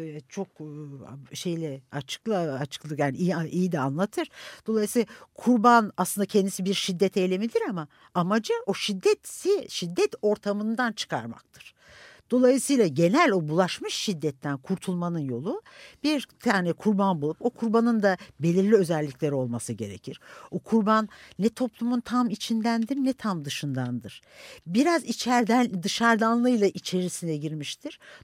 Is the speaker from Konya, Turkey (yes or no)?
yes; Konya, Turkey; Yani benim çocukluğumda ben Konya doğumluyum. Çocukluğumda çok iyi hatırlıyorum.